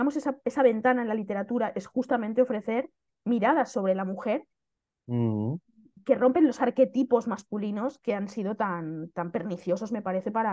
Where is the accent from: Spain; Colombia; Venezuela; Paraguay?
Spain; Xàtiva, Valencian Community; first language Valencian; pues Xàtiva, mi ciudad, efectivamente yo soy de Xàtiva y me apetecía mucho ubicar la trama de mi historia en mi ciudad